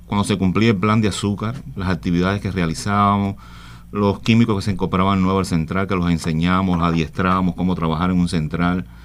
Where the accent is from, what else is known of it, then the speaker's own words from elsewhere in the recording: Jagüeyal, Ciego de Ávila, Cuba; en Jagüeyal me crié desde niño, hice mi primaria, mi secundaria, mis primeros años de trabajo en Venezuela, viajaba para Jagüeyal.